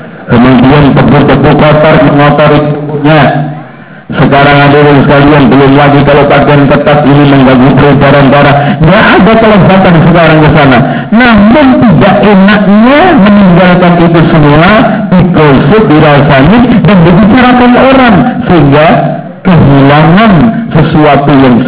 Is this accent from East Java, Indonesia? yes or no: yes; Lamongan, East Java, Indonesia; di daerah Lamongan, daerah saya itu paling gak enak, Pak.